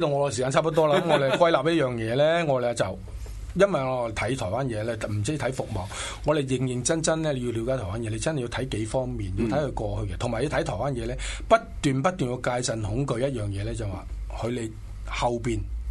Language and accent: Cantonese; Hong Kong; 我們香港人就很老實，